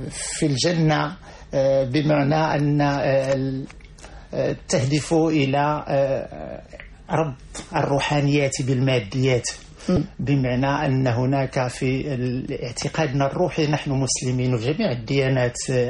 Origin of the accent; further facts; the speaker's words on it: Morocco; وبحكم كوني أنني ابن البادية، أنا ابن الجنوب المغربي وابن واحة